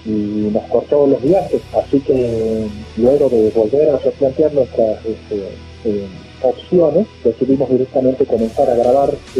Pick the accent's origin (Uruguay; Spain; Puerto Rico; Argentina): Argentina; Salta; soy salteño de origen, especializado en Tucumán